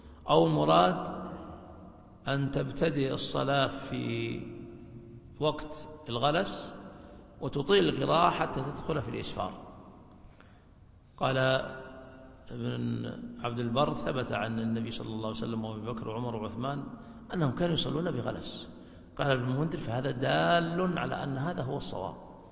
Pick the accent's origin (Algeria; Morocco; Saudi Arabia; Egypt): Saudi Arabia; مقدار هذا الوقت في التقويم عندنا في السعودية 1.5 ساعة